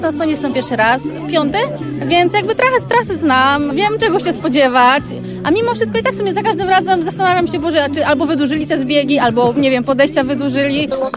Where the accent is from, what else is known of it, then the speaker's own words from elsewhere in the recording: Szczecin, West Pomeranian Voivodeship, Poland; jestem ze Szczecina.